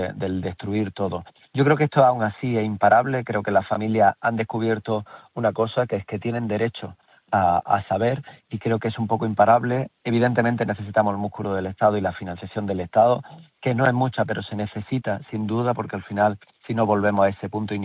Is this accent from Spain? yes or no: yes; Jaén, Andalusia, Spain; Yo lo veo en mi tierra, donde también tenemos, solo en Jaén tenemos más de 1.700 personas asesinadas.